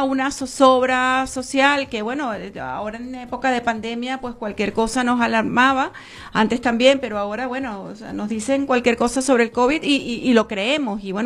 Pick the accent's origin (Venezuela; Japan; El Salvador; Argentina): Venezuela; now in Spain; siendo periodistas venezolanos y siendo inmigrantes aquí en España